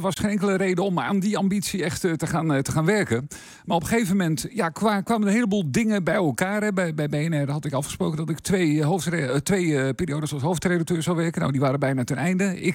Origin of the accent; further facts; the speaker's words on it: Meerkerk, Utrecht, Netherlands; Ik kom oorspronkelijk uit Meerkerk, ook een van de dorpen in onze gemeente.